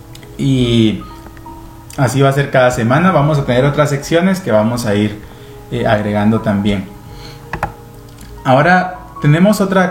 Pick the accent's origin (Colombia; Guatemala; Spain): Guatemala; Es un libro que, como guatemaltecos, es bueno que lo tengamos.